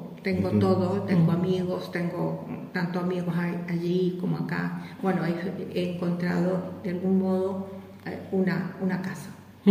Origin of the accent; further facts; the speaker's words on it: Chile; moved away; also born or lived in Argentina / Sweden; tuve que salir por las circunstancias políticas en mi país. Tuve que salir de Chile, llegué, estuve en Argentina 6 meses esperando el permiso de residencia